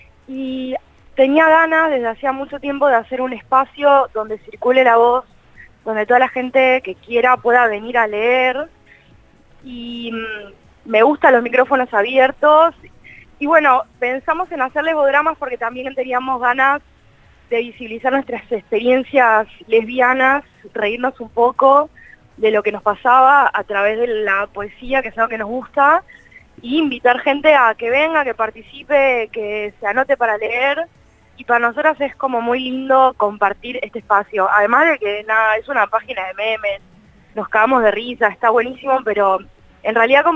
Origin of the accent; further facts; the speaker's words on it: Buenos Aires, Argentina; soy periodista, soy de Capital Federal.